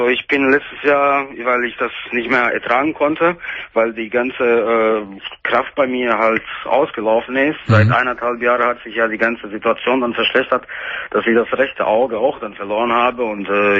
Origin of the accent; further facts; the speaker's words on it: Dortmund, North Rhine-Westphalia, Germany; Ich komme aus Dortmund.